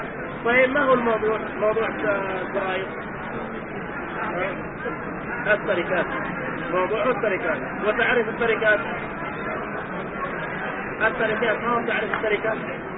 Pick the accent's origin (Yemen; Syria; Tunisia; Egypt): Yemen; ونحن عندنا في اليمن نعمة عظيمة أن الناس ما ينقذوا شيء، وإنما لله وفي الله